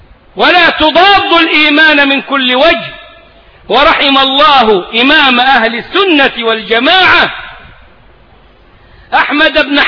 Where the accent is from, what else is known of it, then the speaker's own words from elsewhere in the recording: Egypt; ده مفتاح كلامنا كمصريين